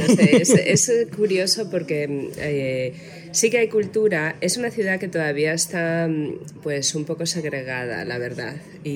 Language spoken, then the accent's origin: Spanish; Gijón, Asturias, Spain; now in United States; yo soy de Gijón. Y lo que pasa que, bueno, vamos a decir que pasé la primera parte de mi vida en Gijón y ahora llevo bastante tiempo fuera, más de 20 años.